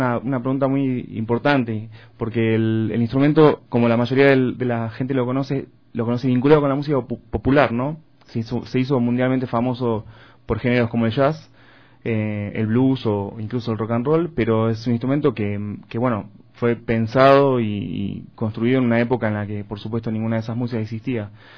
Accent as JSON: {"language": "Spanish", "region": "Buenos Aires Province", "country": "Argentina", "said": "Bueno, soy de esa zona. No soy porteño específicamente, porque se le suele decir porteños a los que nacieron en la capital federal, ¿no? En la Ciudad Autónoma de Buenos Aires. Pero soy de muy cerca"}